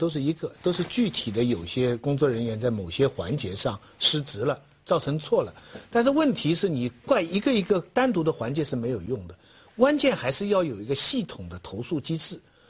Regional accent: Taizhou, Zhejiang, China; 哎，我家乡台州。

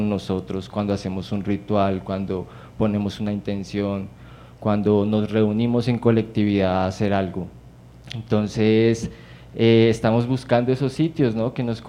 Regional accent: Bosa, Bogotá, Colombia; born there; Yo pues nací en Bosa, mi familia materna toda es de Bosa

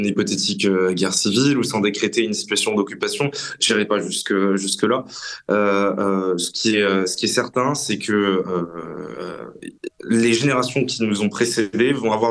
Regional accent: France; c'est globalement la place que nous, en tant que Français, occidentaux, Européens, voulons retrouver dans l'histoire

